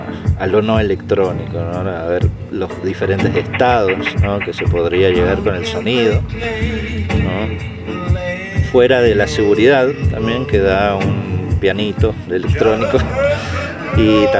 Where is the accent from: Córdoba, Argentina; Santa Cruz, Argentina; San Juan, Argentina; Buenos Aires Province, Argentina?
San Juan, Argentina; Genial, bueno, yo soy de acá de San Juan, un poco nervioso también